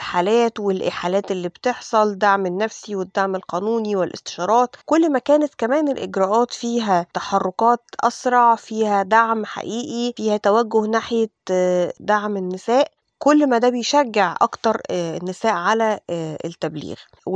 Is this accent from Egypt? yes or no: yes; Egypt; لأنه إحنا كل اللي عندنا في مصر تقريبا حوالي 9 مراكز استضافة معنفات